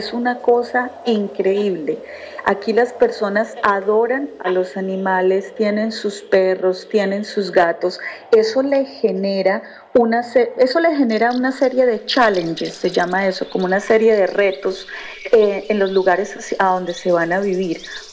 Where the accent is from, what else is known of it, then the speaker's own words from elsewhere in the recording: Cáqueza, Cundinamarca, Colombia; ¿Yo qué recuerdo de mi pueblo? Mire, recuerdo varias cosas.